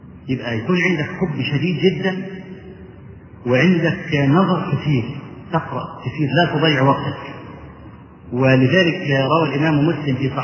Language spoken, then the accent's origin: Arabic; Egypt; في مسجد العزيز بالله عندنا في مصر